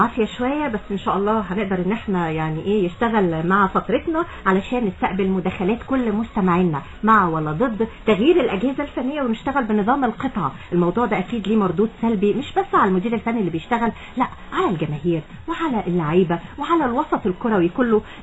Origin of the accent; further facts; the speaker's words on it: Egypt; الثقافه دي عندنا في مصر